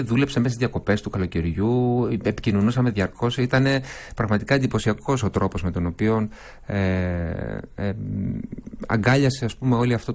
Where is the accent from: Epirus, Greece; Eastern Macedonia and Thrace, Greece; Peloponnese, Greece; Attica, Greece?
Peloponnese, Greece; Tripoli; γνωριζόμαστε από παιδιά, από έφηβοι, μεγαλώσαμε μαζί στην Τρίπολη και κάναμε εκεί τις πρώτες μας συναυλίες ως ανήλικοι.